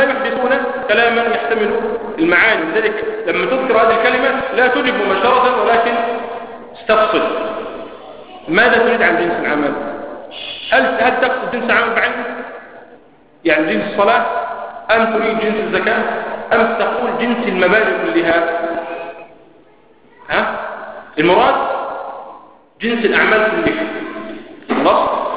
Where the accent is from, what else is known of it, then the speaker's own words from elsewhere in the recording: Egypt; لكن الذين يتكلموا بهذه المسائل أكثر عندنا في مصر قالوا بأنه لا يكفر